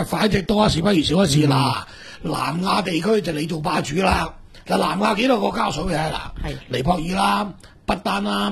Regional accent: China; 嗰個民族其實當同我哋中國人一樣

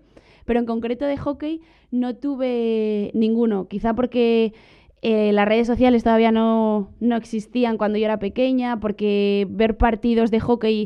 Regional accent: Gijón, Asturias, Spain; Pues comencé a jugar a hockey en mi ciudad natal, en Gijón, Asturias

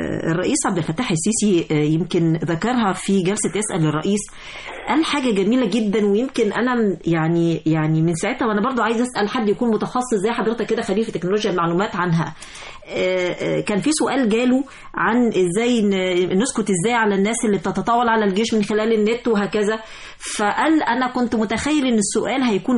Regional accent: Egypt; احنا بعد كده كل حاجة عندنا في مصر هتبقى بالكمبيوتر

